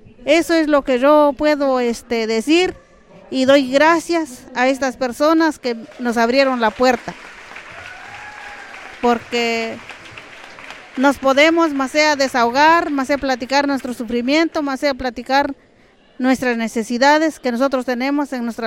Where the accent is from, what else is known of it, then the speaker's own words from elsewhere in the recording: San Pablo Cuatro Venados, Oaxaca, Mexico; nosotros venimos de la comunidad del Rebollero, Los Arquitos, San Pablo Cuatro Venados